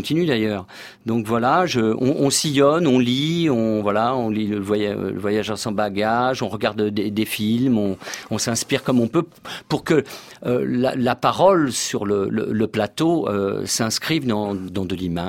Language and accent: French; Saint-Maur-des-Fossés, Île-de-France, France; Je suis né en banlieue, dans le 94, à Saint-Maur-des-Fossés